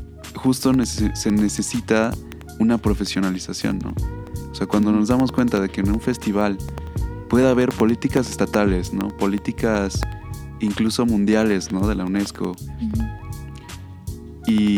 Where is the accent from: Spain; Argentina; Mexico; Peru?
Mexico; como sociedad, como mexicanos